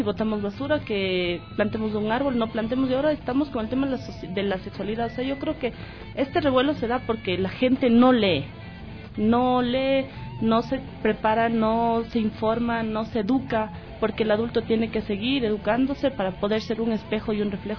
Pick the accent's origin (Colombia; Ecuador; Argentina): Ecuador; born there; Yo soy ecuatoriana porque mis papás me tuvieron aquí.